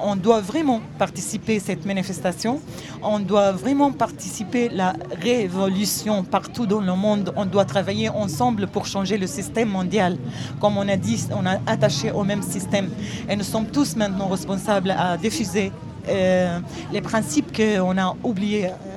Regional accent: Syria; French is a second language; moved away as an adult; now in France; Dès que je suis arrivée en France

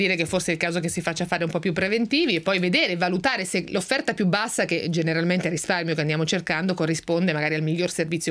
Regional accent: Ancona, Marche, Italy; sono originaria di Ancona, so che ho qualche problema in quell'area là

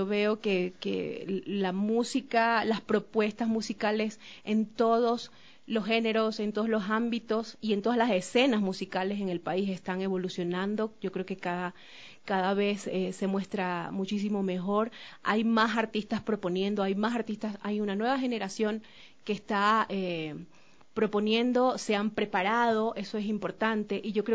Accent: Esmeraldas, Ecuador; los sonidos de mi tierra, de Esmeraldas, de la música afroesmeraldeña, afro del Pacífico

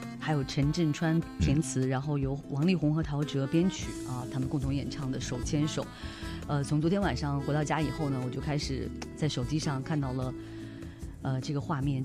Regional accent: China; 人与人之间和我们中国人之间那种友爱的东西

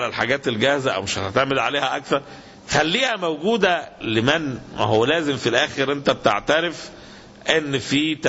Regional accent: Egypt; مشكلة البطالة احنا عندنا في مصر مشكلة عويصة جدا

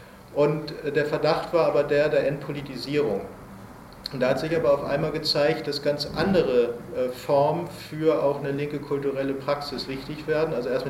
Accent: Hamburg, Germany; accent: North German; bin ja aus Hamburg, wie man vielleicht so ein bisschen an meiner Sprache hört, dass ich aus Norddeutschland komme, bin aus Hamburg

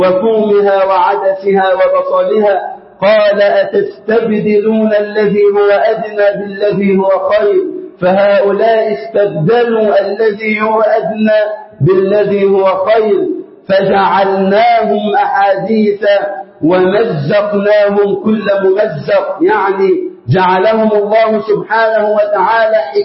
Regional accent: Egypt; اللهم اجعل بلدنا مصر أمنا أمانا وسائر بلاد

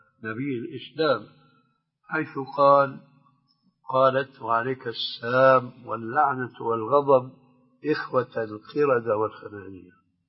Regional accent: Syria; كما يقولون عندنا في الشام نص الكلام ما عليه جواب

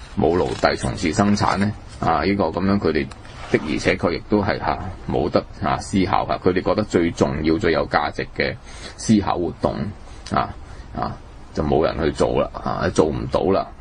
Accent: China; 同我哋中國人

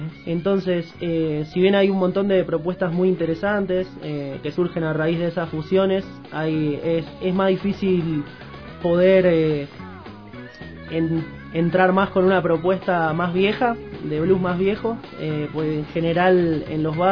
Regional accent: Argentina; moved away as an adult; Yo empecé a viajar hace un año y medio. Salí de Argentina y fui para el noroeste directamente con un amigo.

